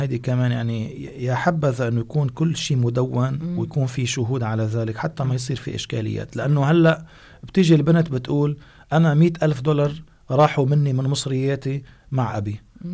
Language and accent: Arabic; Lebanon; وبتعرفي في بعض البلدان مثل بلادنا لبنان